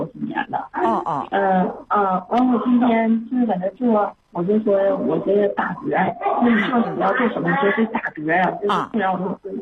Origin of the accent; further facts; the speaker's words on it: Qiqihar, Heilongjiang, China; 我是齐齐哈尔的。